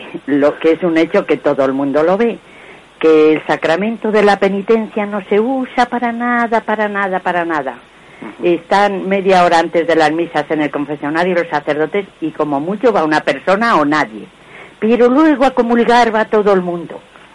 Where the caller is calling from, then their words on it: Madrid, Community of Madrid, Spain; de Madrid.